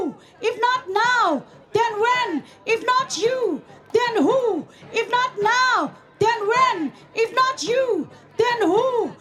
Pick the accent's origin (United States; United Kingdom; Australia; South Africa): South Africa; now in Netherlands; As a South African, I can tell you